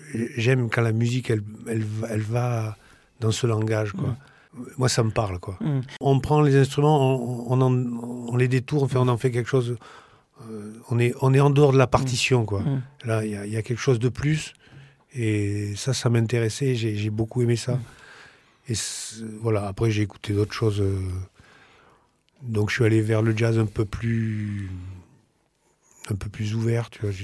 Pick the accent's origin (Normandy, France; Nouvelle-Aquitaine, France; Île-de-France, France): Nouvelle-Aquitaine, France; Bordeaux; Moi, je suis bordelais, quoi, donc ouais. J'étais du coin.